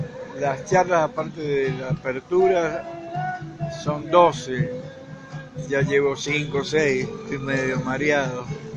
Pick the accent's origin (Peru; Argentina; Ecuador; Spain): Argentina; Mendoza; moved away; yo me fui de Mendoza, como dice … ¿quién dice que me fui? Nada. Estoy siempre ligado a Mendoza